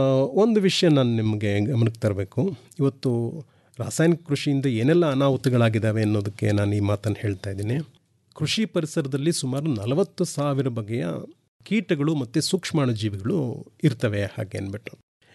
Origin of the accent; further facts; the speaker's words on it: Hole Narasipura, Karnataka, India; ಸ್ವಯಂ ನಿವೃತ್ತಿಯನ್ನು ಪಡ್ಕೊಂಡು ಹೊಳೆ ನರಸೀಪುರಕ್ಕೆ ಬಂದೆ. ಅದು ನನ್ನ ಸ್ವಂತ ಊರು.